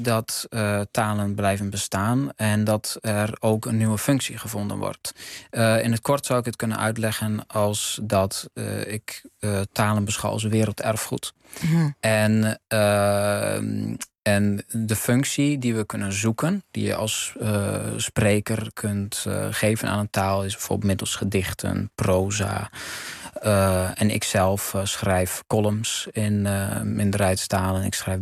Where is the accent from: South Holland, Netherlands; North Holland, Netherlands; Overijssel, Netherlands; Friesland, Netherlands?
North Holland, Netherlands; Amsterdam; born there; Ik ben in Amsterdam geboren.